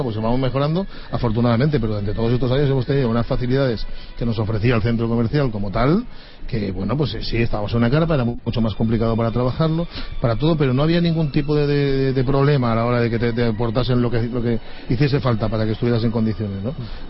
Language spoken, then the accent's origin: Spanish; Valencian Community, Spain; tú al final tienes el sentimiento, como fallero, como valenciano, de que algo grande hemos conseguido